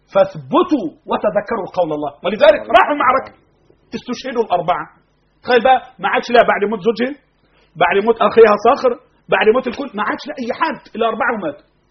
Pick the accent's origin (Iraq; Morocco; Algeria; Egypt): Egypt; اللهم احفظ بلدنا مصر.